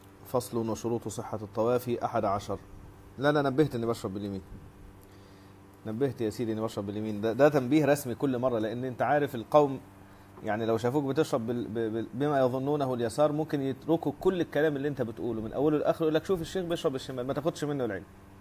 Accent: Egypt; طبعا المصريين بيسموه موز بلبن، وانا مصري فالمفروض اقول موز بلبن

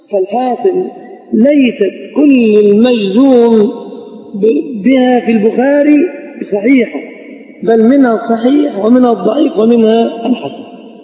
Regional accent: Egypt; أما البتاع ده مش موجود إلا عندنا كمصريين فقط

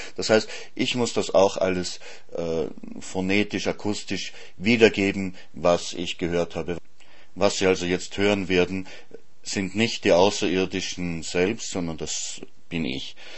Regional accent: Vienna, Austria; oder eher offensichtlich in meiner Heimatstadt Wien aufgefangen.

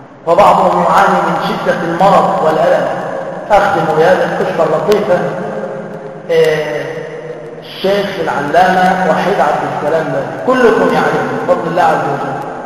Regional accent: Damietta, Damietta Governorate, Egypt; على فكرة أنا من دمياط

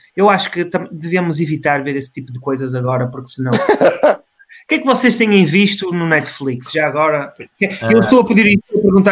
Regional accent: Portugal; Pronto, nós somos portugueses, não é?

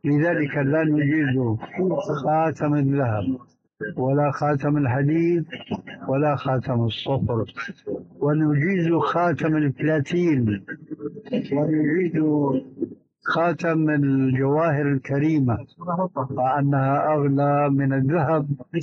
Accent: Syria; فأنا قلت السيارة كما يقولون عندنا بالشام تجلى علي الباطل

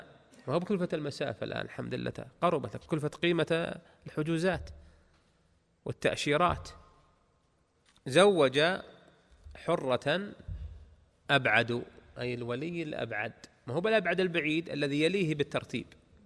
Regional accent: Najd, Saudi Arabia; درج الناس عندنا في المملكة العربية السعودية ولا سيما في نجد

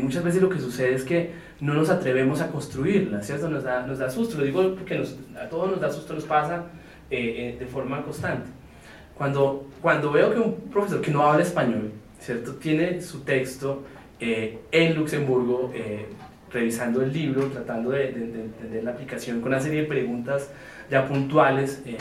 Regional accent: Colombia; yo fui pues obviamente como colombiano, latinoamericano

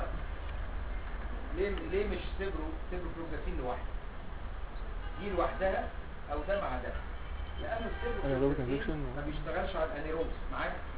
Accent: Egypt; النزيف عندنا في مصر هنا البواسير على طول نمره واحد

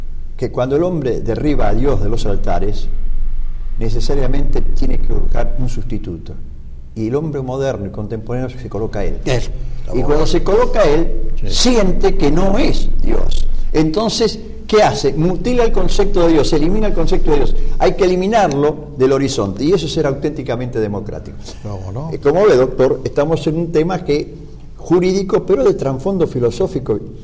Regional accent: Argentina; como ciudadanos argentinos, permanecer indiferentes a esto.

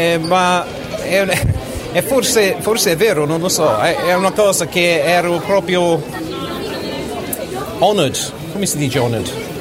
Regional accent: England, United Kingdom; Italian is a second language; ero in Inghilterra a quel tempo lì, sono inglese, infatti non

